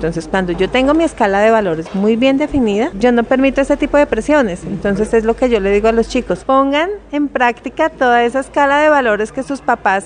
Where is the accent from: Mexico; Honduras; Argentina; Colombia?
Colombia; Boyacá; now in Bogotá, Colombia; Yo soy boyacense, pues vivo en Bogotá, pero soy boyacense y por mi región se consume mucho el maíz.